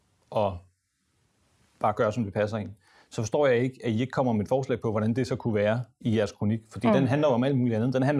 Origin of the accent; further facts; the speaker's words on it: Somalia; now in Denmark; Godt nok er jeg fra Somalia, men jeg fik ikke den der kampagne.